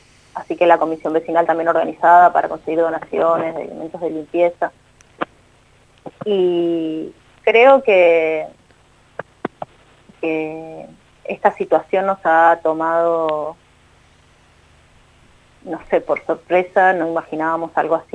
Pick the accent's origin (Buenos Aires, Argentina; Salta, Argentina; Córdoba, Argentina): Buenos Aires, Argentina; Yo soy de provincia de Buenos Aires, vivo hace 10 años acá, pero toda mi familia está en otro lugar.